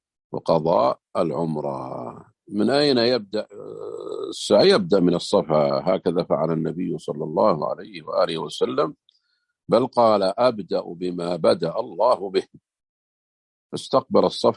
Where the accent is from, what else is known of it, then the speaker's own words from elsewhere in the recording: Saudi Arabia; احنا في بعض الجهات عندنا في السعودية هنا